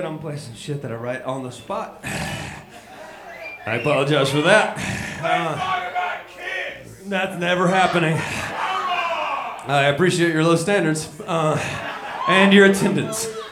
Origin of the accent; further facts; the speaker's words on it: Memphis, Tennessee, United States; This song goes out to Memphis, Tennessee, my hometown of Memphis, Tennes